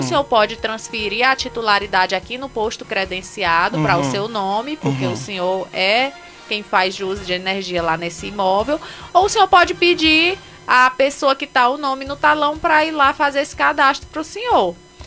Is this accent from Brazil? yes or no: yes; Picos, Piauí, Brazil; Nós somos de Picos.